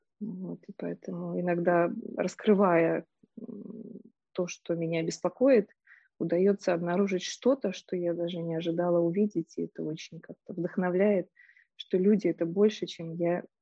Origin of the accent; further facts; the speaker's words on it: Minsk, Belarus; Я родом из Минска, и поэтому мои первые университеты — это вот университет педагогический в Минске.